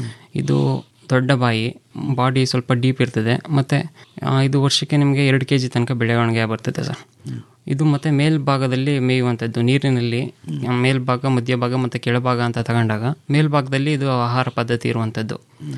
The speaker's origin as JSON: {"language": "Kannada", "town": "Mandya", "region": "Karnataka", "country": "India", "said": "ನಾನು ಮೂಲತಃ ಮಂಡ್ಯದವನು, ಮೈಸೂರು ಮಂಡ್ಯ"}